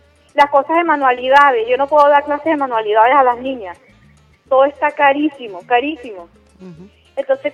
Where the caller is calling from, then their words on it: Baruta, Miranda, Venezuela; Yo soy de las Minas de Baruta.